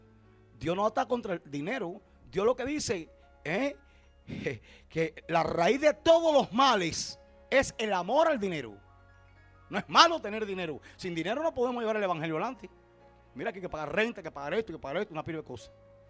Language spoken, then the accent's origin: Spanish; Puerto Padre, Las Tunas, Cuba; Ahí tuve años viviendo hasta el año 80 que regresé a mi pueblo natal, Puerto Padre.